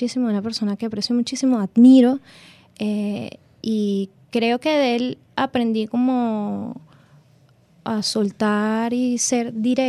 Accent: Venezuela; Quizás no somos los venezolanos como muy dados y confundimos la palabra crítica con otras cosas, pero creo que existe y creo que hay gente que la hace muy bien en el país.

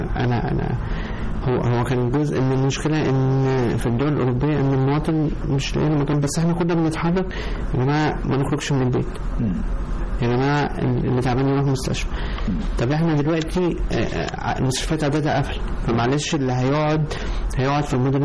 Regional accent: Egypt; خليني بس أنا بفخر إن أنا طبيب مصري

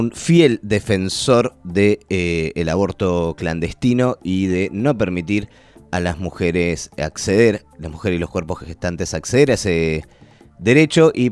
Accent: Argentina; No vale decir cualquier cosa para conseguir un voto, no somos así los argentinos.

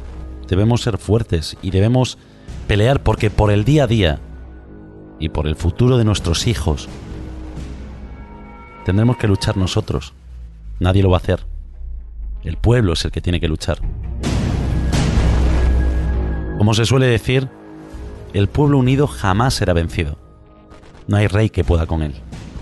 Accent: Galicia, Spain; yo soy gallego, por lo tanto soy español, y os aseguro que durante los 42 años de mi vida

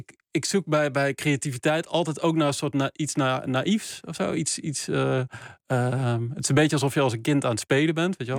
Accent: Geldrop, North Brabant, Netherlands; zijn delen uit het dorp waar ik vandaan kom. Gelderop, in het zuiden van. Dus bij Eindhoven, het zuiden van Nederland.

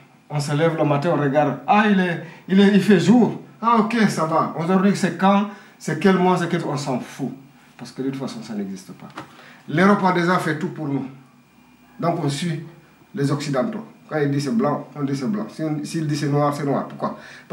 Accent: Guinea; Moi je suis guinéen.

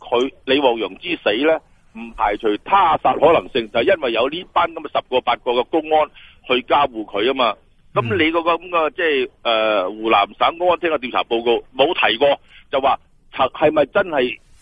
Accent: Hong Kong; 所以我哋香港人对佢死有份关注里边咧系理所当然嘅。

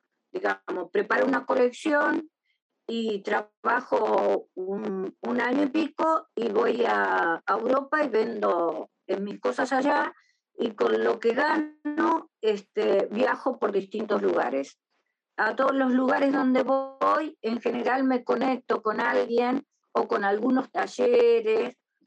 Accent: Paraná, Entre Ríos, Argentina; now in Buenos Aires, Argentina; vivo en Buenos Aires, soy de... Yo crecí en Paraná, pero bueno, pero he vivido en Buenos Aires, vivo ahora acá

